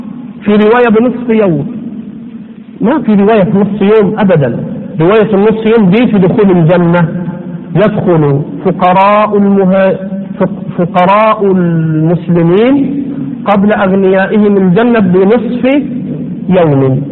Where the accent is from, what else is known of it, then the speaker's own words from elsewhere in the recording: Egypt; لا لا، احنا غلابة مصريين بنتكلم على اللي احنا فاهمينه